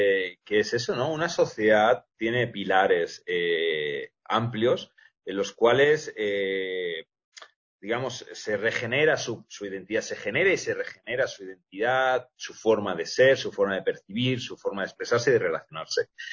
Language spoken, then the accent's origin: Spanish; Barcelona, Catalonia, Spain; also born or lived in Cuenca, Ecuador; Yo nací en Cuenca, mi padre es cuencano, pero yo me crié en Barcelona. Mi mamá es española.